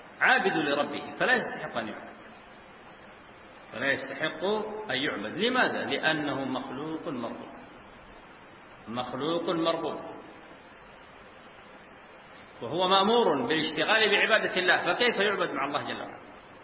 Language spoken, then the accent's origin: Arabic; Sudan; هنا عندنا في السودان